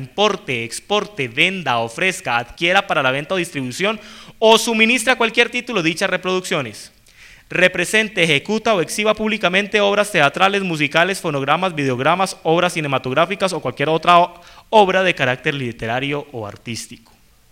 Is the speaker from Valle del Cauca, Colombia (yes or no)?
yes; Cali, Valle del Cauca, Colombia; now in Bogotá, Colombia; yo vivo en Bogotá, yo soy caleño, pero pues hace 8 años vivo en Bogotá